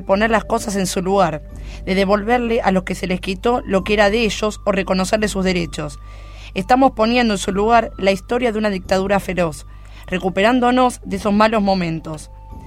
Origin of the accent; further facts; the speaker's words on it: Argentina; no sé si yo me podría adueñar de que soy argentino como ese genio.